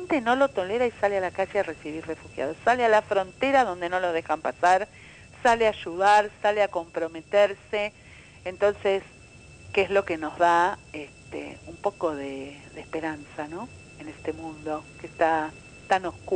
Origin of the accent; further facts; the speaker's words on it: Basque Country, Spain; nosotros venimos de Euskal Herria, del País Vasco